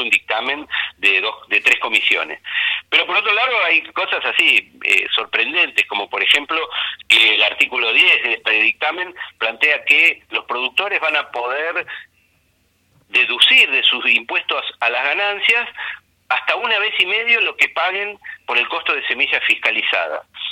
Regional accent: Argentina; los que vamos a pagar las regalías finalmente somos los argentinos.

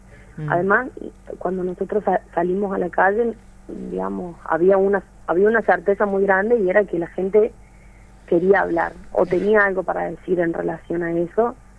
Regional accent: Catamarca, Argentina; Sí, yo soy de Catamarca.

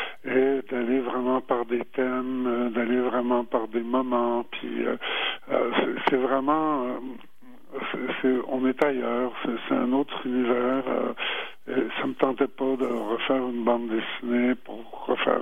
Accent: Quebec, Canada; Je suis né ici au Québec, mais de parents français.

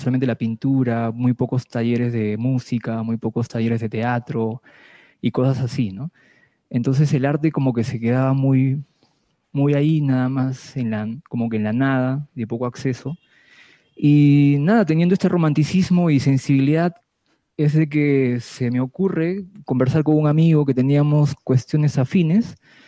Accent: Chachapoyas, Amazonas, Peru; also born or lived in Lima; Sí, yo soy de acá. Bueno, nací por error en Lima Caníbal. Mis padres son totalmente de aquí, de Amazonas, de la parte de Chachapoyas. Y pues como les contaba, nací por error en Lima y me he criado acá. Y luego a los 17 años fui nuevamente a Lima para estudiar la superior

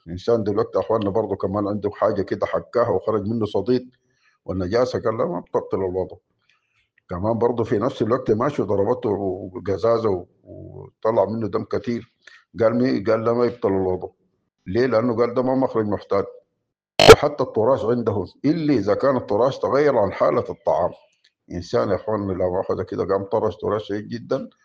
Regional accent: Sudan; ونحن عندنا في السودان

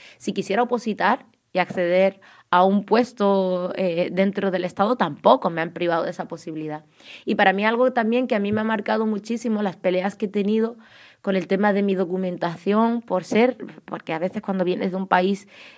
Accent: Canary Islands, Spain; accent: Canarian; Podréis ver que por mi acento canario llevo toda mi vida aquí

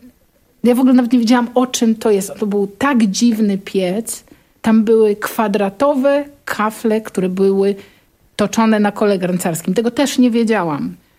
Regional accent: Pomeranian Voivodeship, Poland; ja pochodzę z Kociewia i tam są rzeki, a tam, gdzie są rzeki, zawsze jest glina. Moi rodzice mają taki domek w Sztyklinie

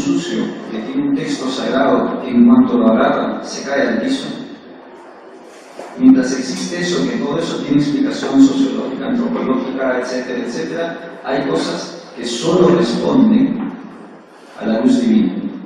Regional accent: Peru; Yo provengo, como todo peruano, provengo de un ambiente igual que el de ustedes.

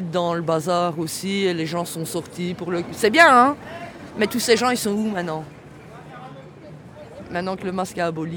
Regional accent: Belgium; je suis active dans mon pays principalement parce que je suis belge

